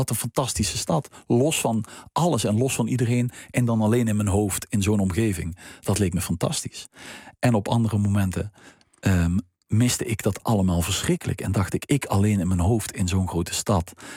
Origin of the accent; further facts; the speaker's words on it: Limburg, Netherlands; Is dat iets typisch Limburgs of is dat iets typisch uit mijn leven?